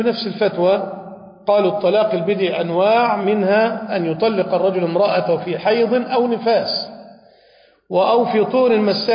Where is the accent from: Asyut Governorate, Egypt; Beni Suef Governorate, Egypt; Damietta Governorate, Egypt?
Damietta Governorate, Egypt; من بعض المشايخ الكبار عندنا في دمياط